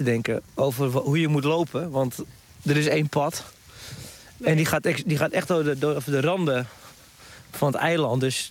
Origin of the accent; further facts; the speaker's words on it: Hoorn, North Holland, Netherlands; now in Zaanstreek, Netherlands; Ik kom van origine uit Horen. Nou, het is echt wel meer in Noord-Holland. Ik woon nu tegenwoordig in de Zaanstreek.